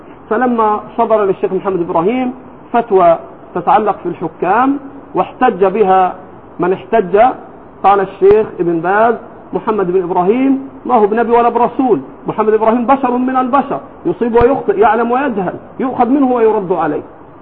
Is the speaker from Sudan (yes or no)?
no; Egypt; لكن عندنا في مصر الآن